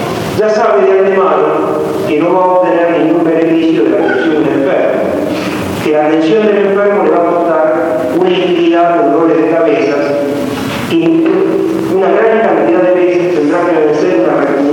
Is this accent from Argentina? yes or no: yes; Argentina; Resulta que nosotros somos argentinos, estamos en 1986, tenemos la patria que tenemos